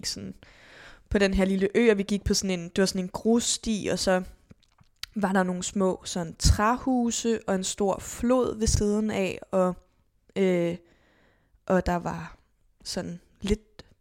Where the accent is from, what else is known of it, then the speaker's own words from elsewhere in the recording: Zealand, Denmark; da vi gik i skole på Lolland